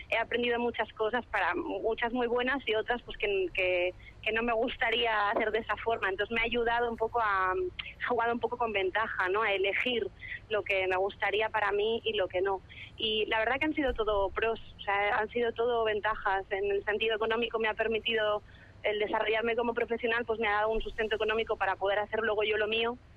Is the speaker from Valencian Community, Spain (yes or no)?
no; Galicia, Spain; la música tradicional gallega, que es de mi raíz, es de donde yo vengo